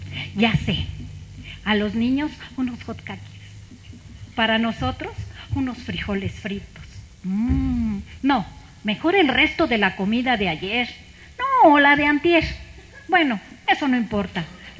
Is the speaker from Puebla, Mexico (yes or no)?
no; Ocozocoautla, Chiapas, Mexico; born there; una receta del estado de Chiapas, que es mi estado. Yo nací en Ocosocuautla, Chiapas